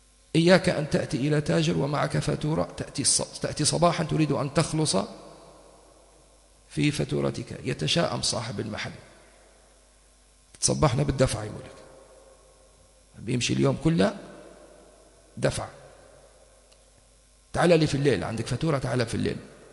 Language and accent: Arabic; Tripoli, Tripoli District, Libya; قلت له احنا طرابلسية لازم ناكل حوت أول يوم العيد